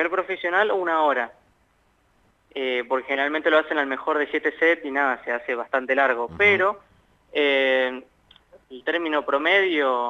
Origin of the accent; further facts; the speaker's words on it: La Pampa, Argentina; Soy yo de La Pampa